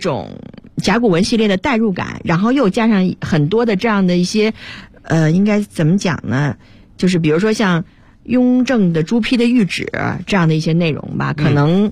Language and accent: Chinese; China; 大家就能够看到和我们中国人写历史书是完全不一样的感受